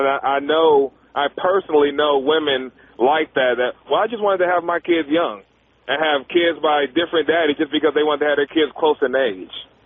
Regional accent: Lynwood, California, United States; Tom, I was born and raised in Linwood. You know where that is?

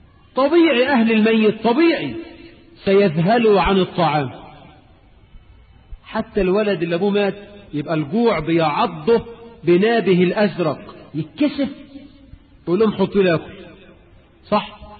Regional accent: Egypt; وإحنا عندنا في مصر إلى وقت قريب

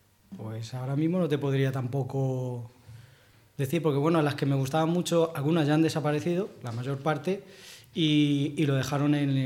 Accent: Extremadura, Spain; Pues quizá por raíces mías extremeñas que soy

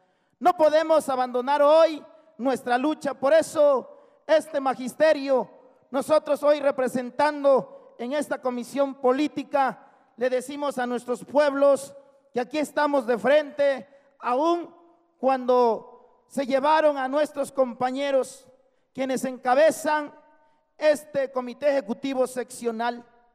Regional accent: Oaxaca, Mexico; porque somos oaxaqueños, así como ustedes, sienten el dolor de lo que sufren nuestros pueblos

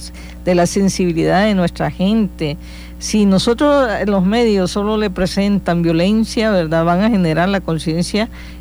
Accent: El Salvador; porque consideramos que como salvadoreños, como salvadoreñas, tenemos toda la calidad humana

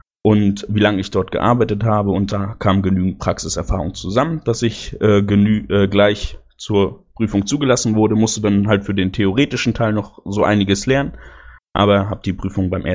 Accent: North Rhine-Westphalia, Germany; Ich komme aus der Nähe von Aachen, aus Pfalz

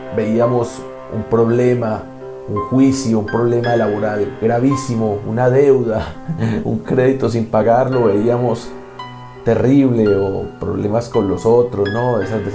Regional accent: Colombia; como colombiano, como aspirante santandereano, como antioqueño

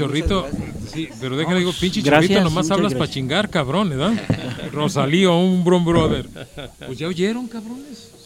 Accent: Tetlán, Jalisco, Mexico; Porque nosotros somos de Tetlán.

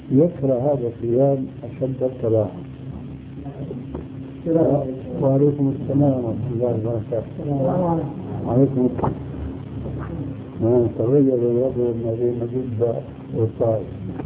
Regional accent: Syria; يقود عندنا في سوريا زنبرة

